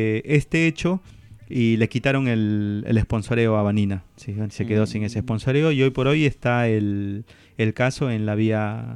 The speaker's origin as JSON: {"language": "Spanish", "country": "Peru", "said": "nosotros como comunidad peruana"}